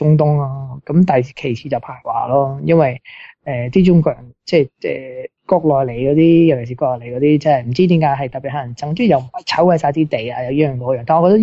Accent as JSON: {"language": "Cantonese", "country": "Australia", "said": "咁即系作为一个澳洲人，我梗系维护本国利益噶啦"}